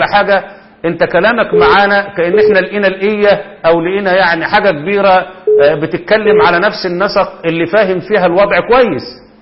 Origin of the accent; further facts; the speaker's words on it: Egypt; أنا مصري وتعلمت في المملكة العربية السعودية في الجامعة الإسلامية في المدينة المنورة